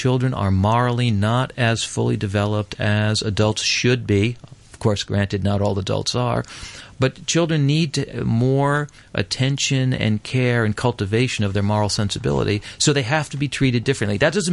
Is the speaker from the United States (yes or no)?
yes; Massachusetts, United States; And there's a case in my home state, in the state of Massachusetts, of a young man who he's 14-year-old, who horribly murdered his teacher.